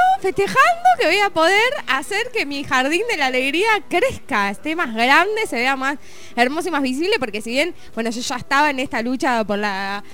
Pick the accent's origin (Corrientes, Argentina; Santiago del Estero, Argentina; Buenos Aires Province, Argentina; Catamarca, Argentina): Buenos Aires Province, Argentina; Mar del Plata; en mi ciudad natal, Mar del Plata, todos saben, es inédito eso.